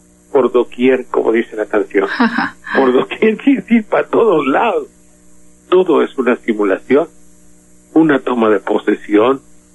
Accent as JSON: {"language": "Spanish", "town": "Banderilla", "region": "Veracruz", "country": "Mexico", "tie": "born or raised there", "said": "el origen de mi pueblo aquí de Banderilla"}